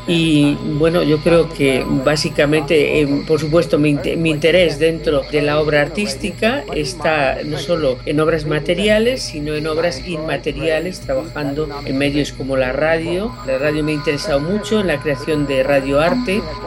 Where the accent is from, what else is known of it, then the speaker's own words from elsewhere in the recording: Las Palmas de Gran Canaria, Canary Islands, Spain; born there; now in Madrid, Spain; yo soy nacida en Las Palmas de Gran Canaria, aunque he vivido en muchos sitios, y en Madrid desde mediados de los años 50, aunque siempre estuve muy ligada a Madrid por mis estudios de piano